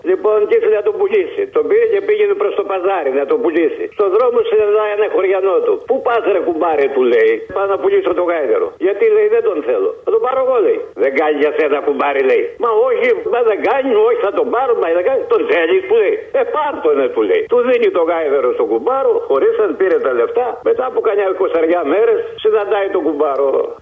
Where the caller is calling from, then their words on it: Kallithea, Attica, Greece; είμαι από την Καλλιθέα, ρε.